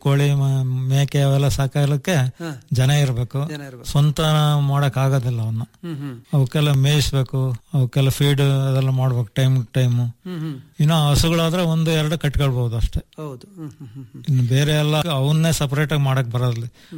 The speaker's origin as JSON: {"language": "Kannada", "town": "Chitradurga", "region": "Karnataka", "country": "India", "tie": "born or raised there", "also_born_or_lived": "Talavatti", "said": "ನಾನು 5th standard ಇದ್ದಾಗನೆ ತಾಳ್ವಟ್ಟಿಯಿಂದ Chitradurga ಬಂದೆ 1916"}